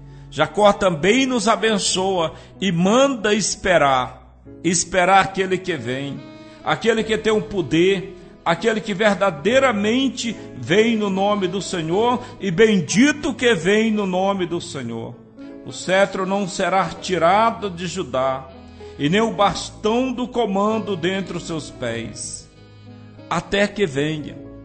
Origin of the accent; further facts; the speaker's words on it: Northeast Region, Brazil; Quando eu era criança lá no Nordeste, na nossa casa a gente não tinha nada, mas era Natal e a gente se alegrava com tudo.